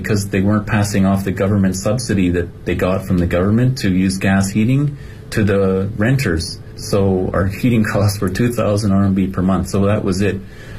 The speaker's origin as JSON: {"language": "English", "country": "Canada", "moved": "as an adult", "lives_now": "China", "said": "and I'm from Canada, and I was hired to come work with a foreign artist here for a few years from Canada"}